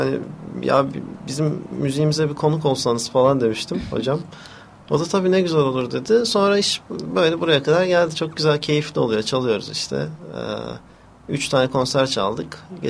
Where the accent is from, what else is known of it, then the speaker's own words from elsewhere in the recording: Maden, Elazığ, Turkey; Çocukluğum Elazığ'ın kasabasında geçti benim, Maden diye bir kasabasında.